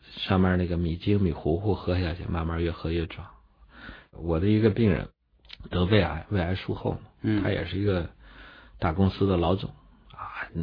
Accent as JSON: {"language": "Chinese", "region": "Shanxi", "country": "China", "tie": "born or raised there", "said": "我说我们老家山西的小米，广陵的小米最有名。"}